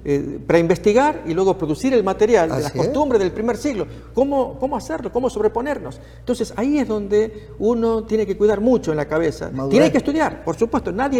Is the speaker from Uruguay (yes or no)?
no; Argentina; en Argentina, en mi país